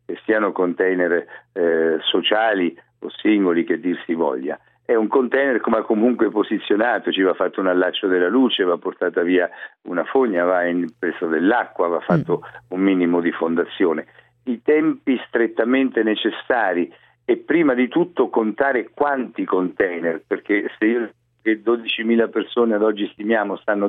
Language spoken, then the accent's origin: Italian; Marche, Italy; lo dico anche da marchigiano, da persona che è attaccata alla terra